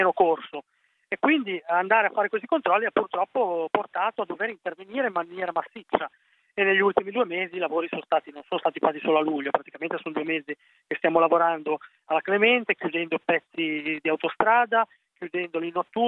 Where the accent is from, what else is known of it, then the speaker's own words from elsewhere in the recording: Chiavari, Liguria, Italy; sono di Chiavari, quindi parte in causa, un territorio che conosco benissimo, conosco galleria per galleria